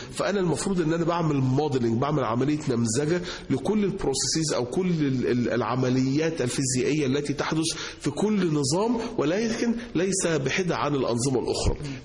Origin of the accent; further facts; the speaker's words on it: Egypt; moved away as an adult; now in United States; انا اتربيت هنا في مصر، انا طالع من مصر وانا عندي 22 سنه او 21 سنه، فانا عشت 20 سنه من عمري في مصر، وبقيت بقى اكتر من 25 سنه يعني عايش بره في امريكا، ولكن يعني الجذور المصريه او الروتس المصريه ما زالت موجوده